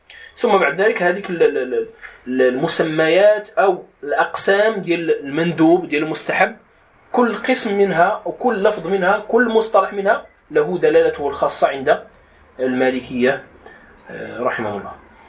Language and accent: Arabic; Morocco; يسهل بما يتلائم مع فهم المغاربة أو دارجتنا المغربية